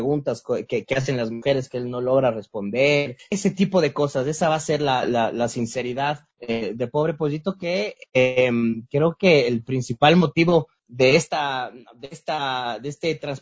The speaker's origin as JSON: {"language": "Spanish", "country": "Ecuador", "said": "como somos los ecuatorianos"}